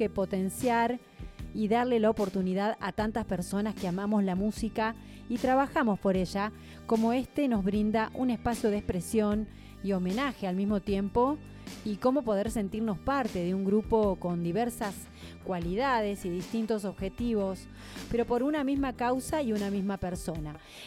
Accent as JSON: {"language": "Spanish", "town": "Molinari", "region": "Córdoba", "country": "Argentina", "said": "Somos de Molinari, ya participamos el año pasado"}